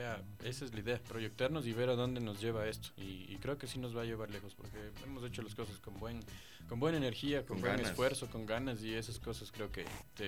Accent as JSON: {"language": "Spanish", "town": "Riobamba", "region": "Chimborazo", "country": "Ecuador", "said": "incluso en Riobamba, que es la ciudad de donde soy yo"}